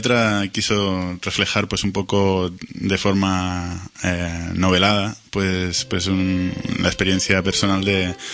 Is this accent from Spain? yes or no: yes; Barcelona, Catalonia, Spain; born there; Yo nací aquí en Barcelona.